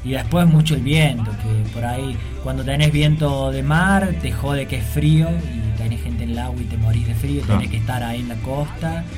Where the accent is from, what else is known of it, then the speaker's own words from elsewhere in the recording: Córdoba, Argentina; Yo, la verdad, soy del interior de Córdoba.